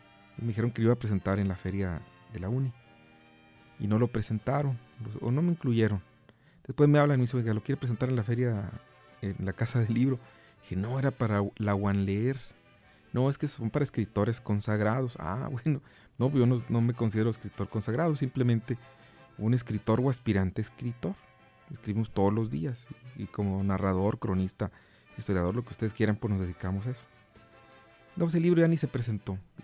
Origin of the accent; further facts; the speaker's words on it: Santa Catarina, Jalisco, Mexico; No soy de Guadalajara, porque después, es de Guadalajara. No, soy de Santa Catarina.